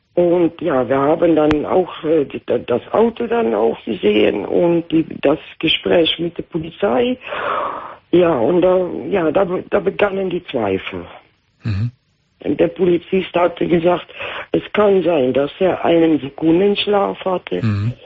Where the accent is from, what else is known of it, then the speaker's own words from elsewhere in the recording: Netherlands; German is a second language; Ja, ich bin Holländer.